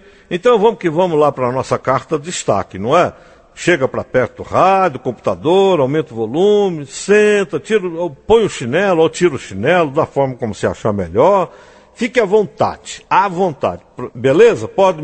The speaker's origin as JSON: {"language": "Portuguese", "region": "Bahia", "country": "Brazil", "moved": "as an adult", "lives_now": "Brasília, Brazil", "said": "eu sou da Bahia e eu vim morar aqui em Brasília. Moro com um homem, né? Vim aqui para tentar a vida. Eu moro com um homem, temos 4 filhas. E uma irmã também veio comigo."}